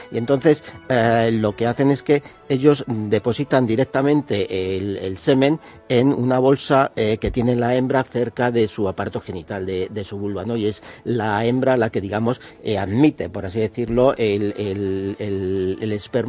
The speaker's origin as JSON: {"language": "Spanish", "country": "Spain", "said": "Somos así los españoles."}